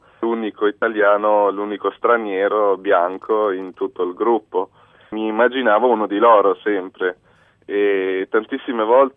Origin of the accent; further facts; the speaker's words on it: Almora, Uttarakhand, India; Sono nato in India. La mia mamma è italiana, mio padre è svedese e sono cresciuto praticamente per tutta la vita in India, in un posto dove si chiama, dove insomma davanti a casa nostra c'era l'Himalaya e si chiama Almora il posto